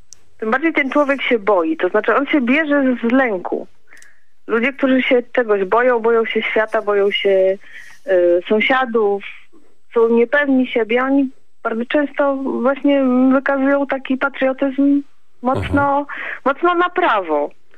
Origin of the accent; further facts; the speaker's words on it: Silesian Voivodeship, Poland; I z racji miejsca urodzenia takich, którzy może, bo jestem ze Śląska, takich, którzy może niekoniecznie byli Polakami. I jednak czuję się osadzona w tej polskości.